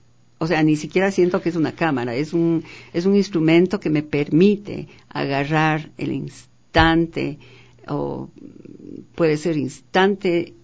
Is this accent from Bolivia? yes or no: no; Sangolquí, Pichincha, Ecuador; Yo nací en Sangolquí, mi madre era sangolquileña, y entonces yo tengo mucho amor a Sangolquí todavía, aunque yo no he vivido ahí desde los 9 años.